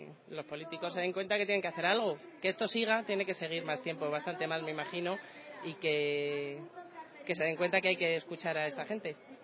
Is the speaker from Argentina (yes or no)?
no; Madrid, Community of Madrid, Spain; soy de Madrid y estoy aquí porque estoy de acuerdo con este movimiento